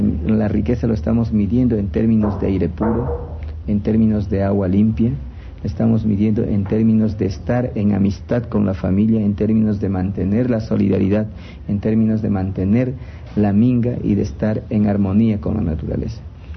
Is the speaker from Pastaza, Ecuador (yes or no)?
yes; Sarayacu, Pastaza, Ecuador; Yo soy de Sarayacu, crecí en Sarayacu, nací en Sarayacu